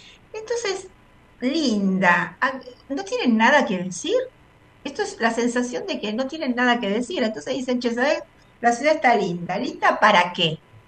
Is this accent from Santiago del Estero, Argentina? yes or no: no; Buenos Aires, Argentina; born there; a mí me gusta Buenos Aires. Porque nací en Buenos Aires, entonces siento que es mi ciudad, que es mi lugar.